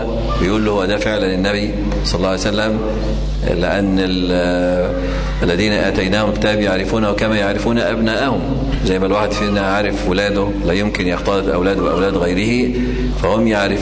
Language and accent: Arabic; Egypt; ولكن عندنا في مصر يعني كثير ممن ينتسب إلى العلم